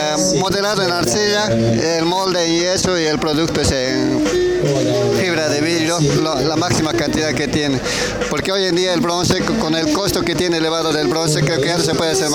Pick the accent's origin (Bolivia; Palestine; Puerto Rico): Bolivia; soy escultor de Bolivia.